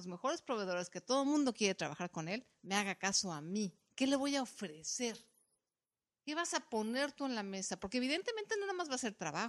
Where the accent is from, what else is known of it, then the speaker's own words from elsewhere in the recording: Mexico; por lo menos en mi país, en México